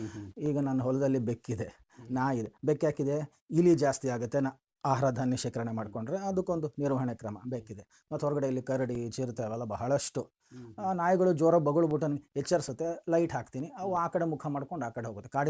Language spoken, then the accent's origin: Kannada; Bengaluru, Karnataka, India; ನಾನು ಹುಟ್ಟು ಬೆಳೆದಿದ್ದು ಬೆಂಗಳೂರು, ಅವಾಗಿದ್ದು ಬೆಂಗಳೂರೇ ಬೇರೆ, ಇವಾಗ ಕಾಸ್ಮೋಪಾಲಿಟನ್ ಸಿಟಿ, ಆ ಟ್ರಾಫಿಕ್ ಜಾಮ್ಗಳು, ಒತ್ತಡಗಳು